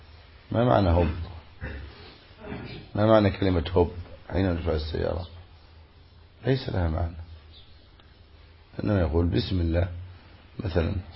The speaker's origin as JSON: {"language": "Arabic", "country": "Egypt", "said": "فما عندنا في مصر يقولوا إيه؟ عش وديله"}